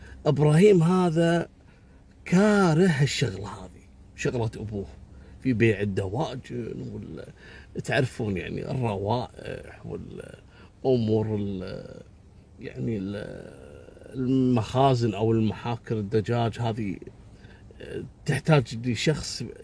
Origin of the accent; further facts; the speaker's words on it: Kuwait; حتى أنه أصبح ماركة معروفة جدا عندنا في الكويت. اسأل أي شخص في الكويت راح يقول لك فلان معروف